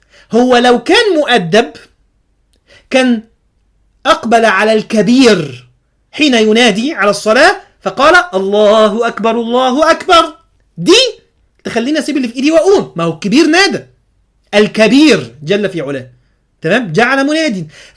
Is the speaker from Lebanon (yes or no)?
no; Alexandria, Alexandria Governorate, Egypt; كنا مثلا نبقى راكبين الترام عندنا في اسكندريه